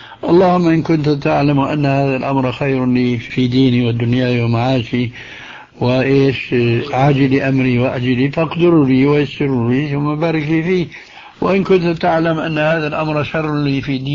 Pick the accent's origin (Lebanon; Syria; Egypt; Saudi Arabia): Syria; Damascus, Damascus Governorate; هذه كانت تستعمل عندنا في دمشق